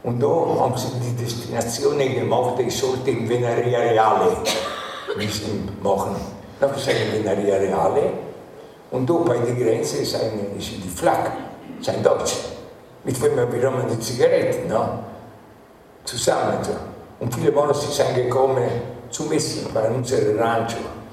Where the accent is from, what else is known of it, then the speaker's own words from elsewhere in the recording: Livorno, Tuscany, Italy; born there; Sono nato a Livorno, ecco, dove ho studiato presso l'Istituto Geometri Galileo Galilei, dove mi sono diplomato